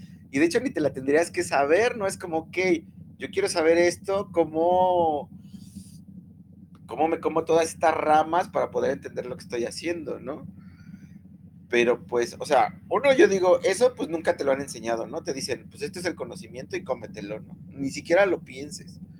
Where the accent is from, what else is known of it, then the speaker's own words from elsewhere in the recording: Mexico; yo estoy pensando en la historia de México y digo, güey, o sea, la historia que yo estudié en mi país, que me dio el sistema, pues no explica nada